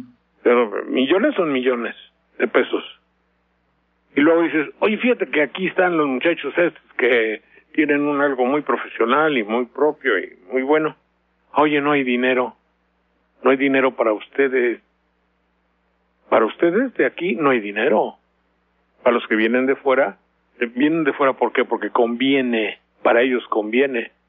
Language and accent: Spanish; Mexico; moved away; porque salí de México desde muy joven, luego regresé, me volví a largar, volví a regresar